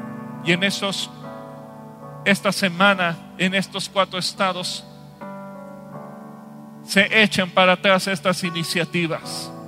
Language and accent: Spanish; Mexico; Y como mexicanos te pedimos perdón por nuestros pecados.